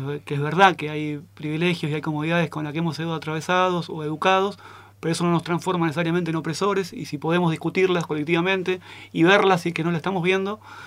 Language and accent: Spanish; Buenos Aires, Argentina; Cuando era piba vivía en Buenos Aires y me daban miedo las villas.